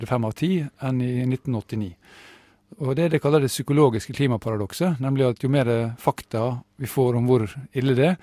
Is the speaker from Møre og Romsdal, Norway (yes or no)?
yes; Møre og Romsdal, Norway; Jeg er sunnmøring, vet du, og glad i penger